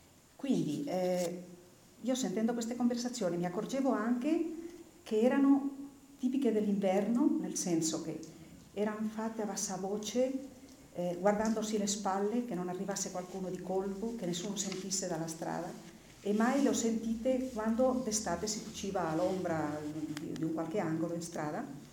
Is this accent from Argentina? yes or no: no; Cretas, Aragon, Spain; noi abbiamo cominciato questa ricerca sul mio paese nel lontano 1977